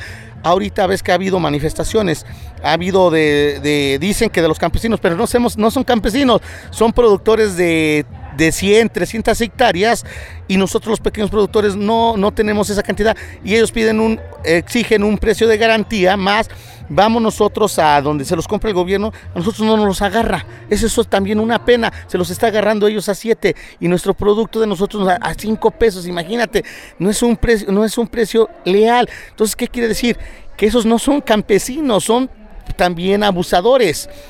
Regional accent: Mexico; eso nos perjudica a nosotros como mexicanos

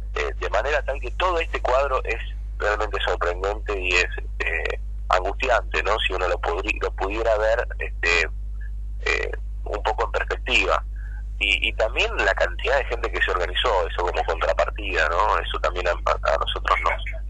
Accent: Merlo, Buenos Aires Province, Argentina; yo soy de Merlo, vivo muy cerca de ahí de Moreno, y tengo niños en edad escolar también

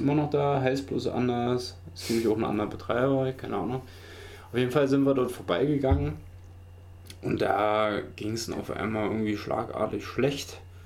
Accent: East Germany, Germany; Wir kommen halt aus der DDR, ne? Wir sind ganz anders

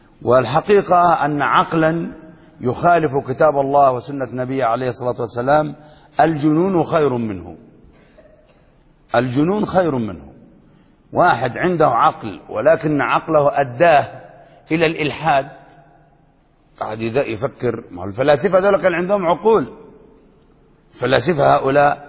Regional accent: Yemen; وما شاء الله ما أكثرهم عندنا في اليمن المجانين اللي بيدعوا النبوة

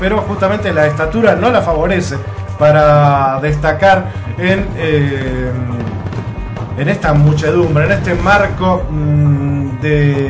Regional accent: Uruguay; Todos somos uruguayos.

